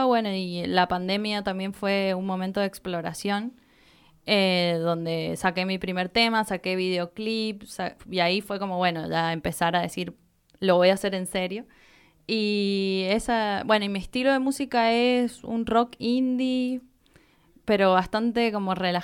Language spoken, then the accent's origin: Spanish; San Juan, Argentina; now in Mendoza, Argentina; yo como vengo de San Juan, no conocía nada acá en Mendoza